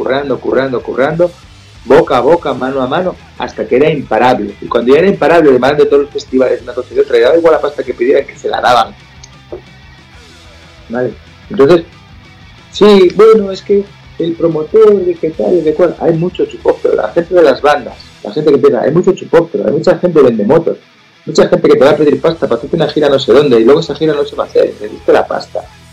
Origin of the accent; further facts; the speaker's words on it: Asturias, Spain; Yo soy asturiano de Asturias. En Asturias hablamos un idioma